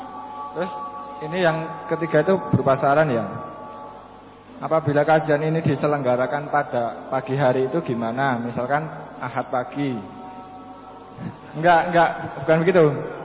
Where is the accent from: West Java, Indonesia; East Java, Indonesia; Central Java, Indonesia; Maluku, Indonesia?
Central Java, Indonesia; Sukoharjo; Saya dari Sukoharjo.